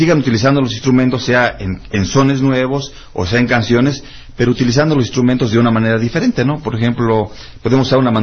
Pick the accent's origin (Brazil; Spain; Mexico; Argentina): Mexico; Campeche; venimos exactamente de allá de Campeche, vamos a hacer un estilo de por allá